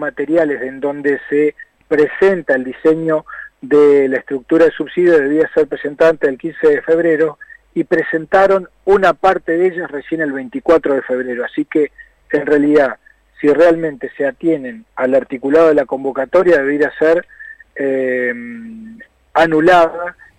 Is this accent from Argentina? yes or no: yes; Neuquén, Argentina; Yo soy neuquino, vivo en Neuquén, vivo en Vaca Muerta.